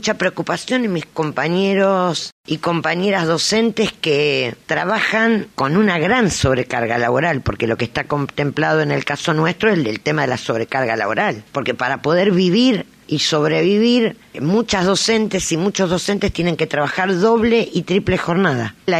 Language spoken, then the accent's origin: Spanish; Santa Fe, Argentina; Yo soy santafesina en el cordón